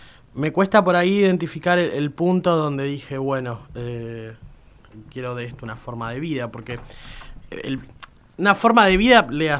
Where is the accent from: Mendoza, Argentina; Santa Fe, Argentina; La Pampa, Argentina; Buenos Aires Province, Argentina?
Buenos Aires Province, Argentina; Pehuajó; yo pasaba por la, lo he contado un par de veces, por la puerta del conservatorio de mi pueblo.